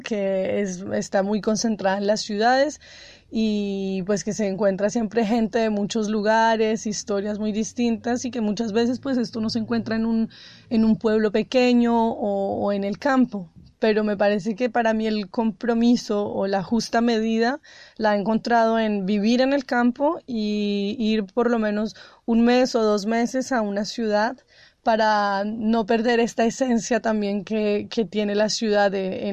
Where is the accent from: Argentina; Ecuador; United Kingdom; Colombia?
Colombia; Bogotá; now in France; Bueno, yo soy una colombiana que crecí en Bogotá, bueno, al lado de la ciudad siempre. Y hace 5 años me vine a vivir al campo, en el sur de Francia.